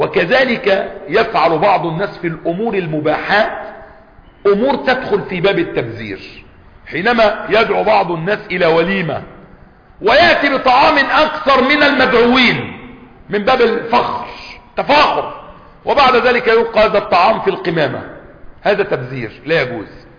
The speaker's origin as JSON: {"language": "Arabic", "country": "Egypt", "said": "عندنا في مصر سفهاء"}